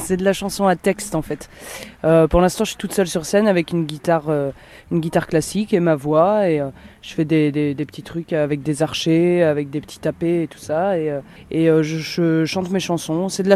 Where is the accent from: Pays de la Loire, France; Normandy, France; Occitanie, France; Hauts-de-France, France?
Pays de la Loire, France; Nantes; j'écris des chansons. Et je les chante, je viens de Nantes.